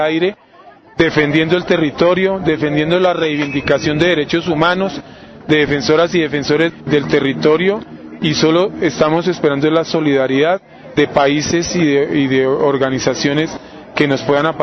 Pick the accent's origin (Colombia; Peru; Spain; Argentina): Colombia; Del sitio de donde yo vengo, en las últimas tres semanas, parece ser que llegaron 250 paramilitares del Urabá.